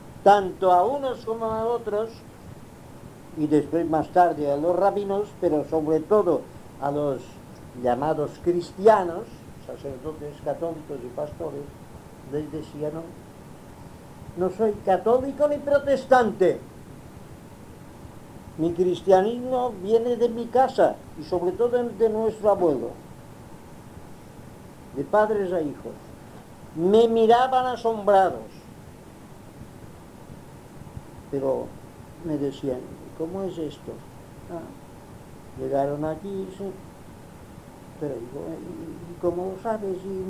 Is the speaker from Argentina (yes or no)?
no; Inca, Balearic Islands, Spain; born there; No, yo nací en Inca. ¿Cómo? En Inca, sí.